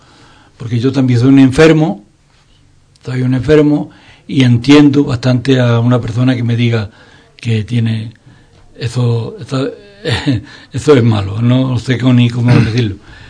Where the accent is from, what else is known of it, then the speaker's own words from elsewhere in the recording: Andalusia, Spain; que digamos que somos andaluces y que el flamenco es una parte que nos corresponde a nosotros